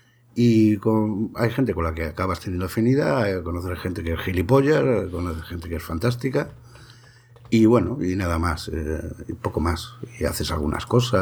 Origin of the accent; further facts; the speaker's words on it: Jaén, Andalusia, Spain; born there; yo como no me he criado, por historias familiares, no me he criado, yo te hablo desde Jaén, desde Andalucía, pero, y soy de aquí, pero no me he criado aquí. Entonces, al final no tengo un acento andaluz.